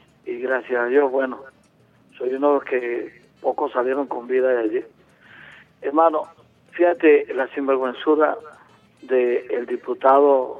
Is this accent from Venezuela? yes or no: yes; Venezuela; aquí en Venezuela, en mi país